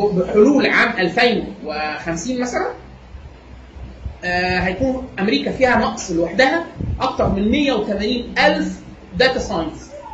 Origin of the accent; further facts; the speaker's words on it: Egypt; انا من مصر وباخد اقل من 5000 دولار في السنه